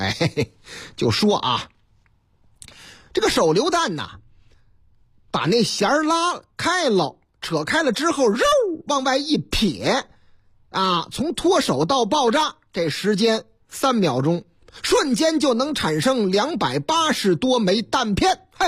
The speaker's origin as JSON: {"language": "Chinese", "region": "Northeast China", "country": "China", "tie": "born or raised there", "said": "我是东北人，东北是我老家。"}